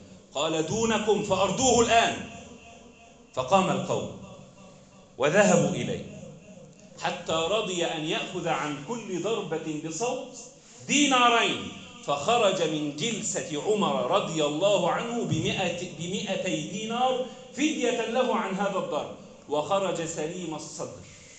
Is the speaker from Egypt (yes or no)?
yes; Egypt; بلدنا مصر